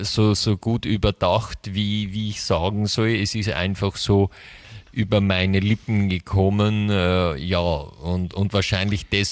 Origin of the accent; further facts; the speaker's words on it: Bavaria, Germany; Dazu muss man sagen, bei uns in Bayern gibt es auch ein Fürstenfeld.